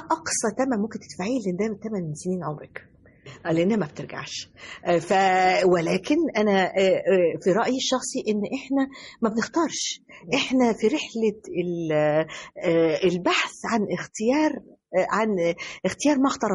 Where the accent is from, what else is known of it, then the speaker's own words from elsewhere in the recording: Egypt; الحقيقة أنا يعني بأهدي هذا التكريم لمصر كلها، لأني أنا مصرية في النهاية، أنا المصرية.